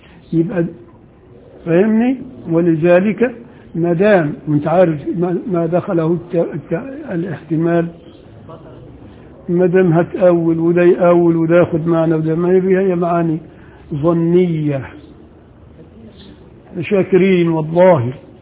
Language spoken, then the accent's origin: Arabic; Upper Egypt, Egypt; انا راجل صعيدي وبغير على اللي هنا